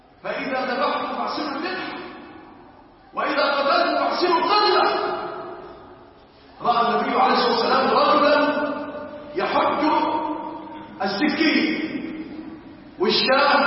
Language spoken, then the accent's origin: Arabic; Egypt; كل يوم كل ليلة ونحن نرجع في بلادنا مصر